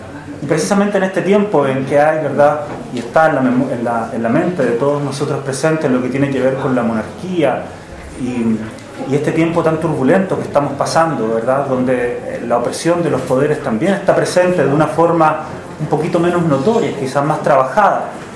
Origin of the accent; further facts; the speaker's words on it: Chile; En mi caso como chileno empecé a tratar de ver mi historial